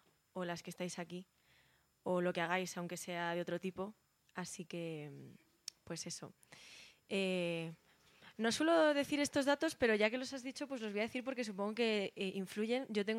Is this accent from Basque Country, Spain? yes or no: no; Madrid, Community of Madrid, Spain; soy cantautora … vengo desde Madrid. Esta es mi primera vez en Colombia, estoy por aquí un mes girando por distintas ciudades